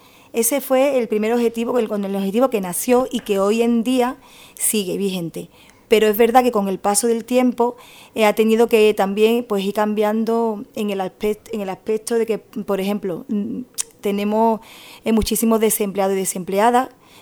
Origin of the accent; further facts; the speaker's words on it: El Rubio, Andalusia, Spain; born there; now in Gelves, Spain; soy nacida en El Rubio, me siento rubeña, pero al mismo tiempo, hoy día ya también me siento gelveña, porque exactamente tengo 45 años y llevo hace 22 años que pisé Gelve.